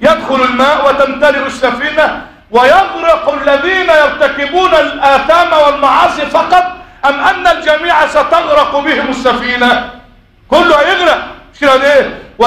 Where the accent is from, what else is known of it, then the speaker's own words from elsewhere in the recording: Egypt; اللهم احفظ بلدنا مصر